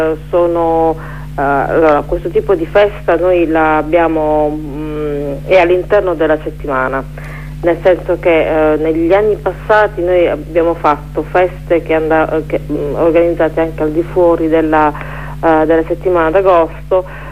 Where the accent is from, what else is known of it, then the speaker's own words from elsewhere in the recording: Apulia, Italy; a parte noi che organizziamo, non sono pugliesi